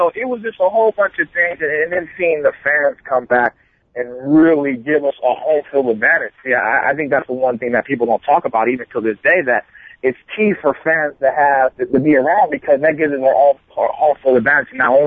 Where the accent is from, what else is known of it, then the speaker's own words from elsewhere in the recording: Oakland, California, United States; No, I'm from Oakland, man.